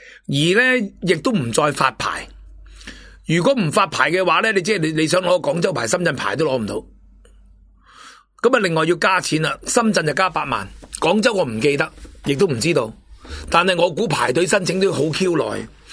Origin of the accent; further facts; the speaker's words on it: Hong Kong; 咁唯有我哋香港人靠自己啦。